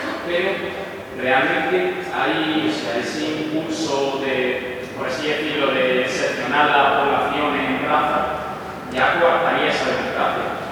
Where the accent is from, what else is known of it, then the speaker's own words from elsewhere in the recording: Granada, Andalusia, Spain; Por el hecho de que yo soy blanco, no voy a votar algo que vaya en contra de mí. Bueno, blanco, yo soy ciudadano de Granada.